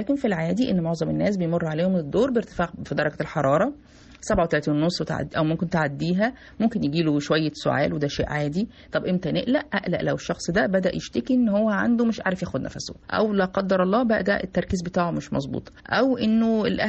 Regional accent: Egypt; ودي حاجة جديدة موجودة عندنا في مصر دلوقتي

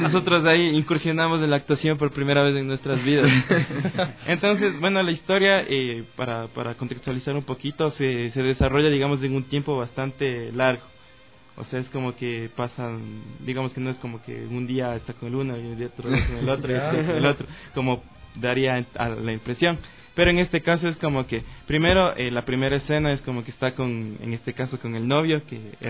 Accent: Cumbayá, Pichincha, Ecuador; nosotros somos del Valle en general, somos de por ahí, yo soy de Cumbayá

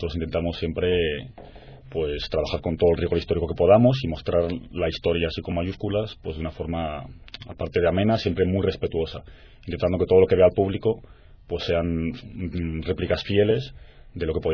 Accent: Spain; Nos preguntaban de dónde éramos y decíamos que de España.

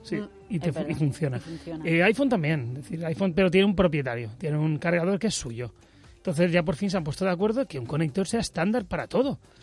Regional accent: Bilbao, Basque Country, Spain; Yo más, que soy de Bilbao.

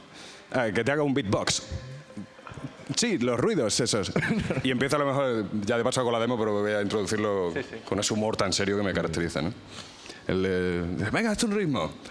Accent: Extremadura, Spain; Yo, por ejemplo, yo soy extremeño, yo soy de un pueblo de Badajoz.

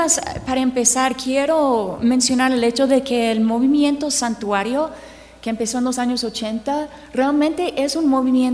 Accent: United States; Spanish is a second language; mi experiencia como gringa es cierta y eso es lo que voy a compartir hoy, ¿ok? Yo nunca he vivido en el mismo lugar por más que 3 años

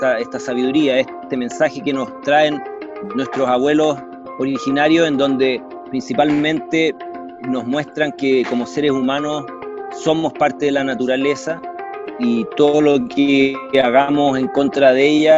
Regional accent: Chile; Vengo de Chile.

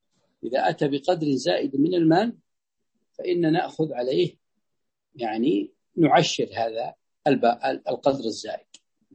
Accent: Ha'il Province, Saudi Arabia; فيد هذه عندنا في حائل

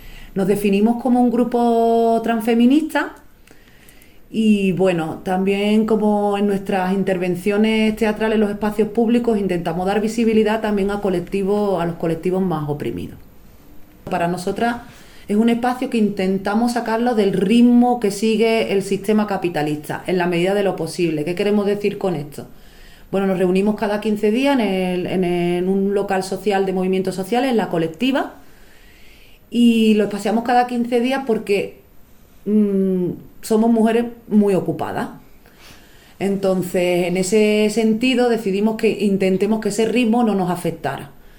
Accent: Puerto Real, Andalusia, Spain; born there; now in Granada, Spain; fue en Puerto Real, en Cádiz, en mi pueblo natal. Allí realizamos un laboratorio, pero no pudimos dar continuidad a la grupa ya que yo resido en Granada.

